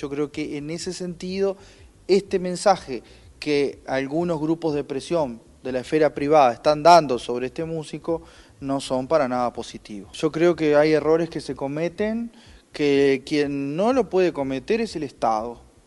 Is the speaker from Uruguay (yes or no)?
yes; Uruguay; nuestra convivencia pacífica como pueblo uruguayo, más allá de quienes nacimos y vivimos acá